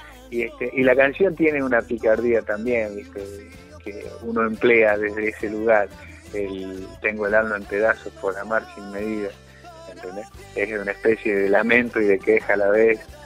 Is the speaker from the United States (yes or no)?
no; Argentina; now in Bolivia; Y yo tener la posibilidad de componer una canción siendo argentino, estando gozando la cultura boliviana desde hace poquito tiempo